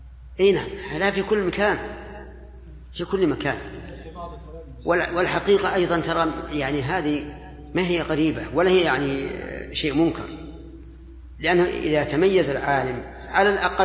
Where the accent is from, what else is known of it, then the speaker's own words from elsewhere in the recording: Saudi Arabia; الان حتى عندنا في السعوديه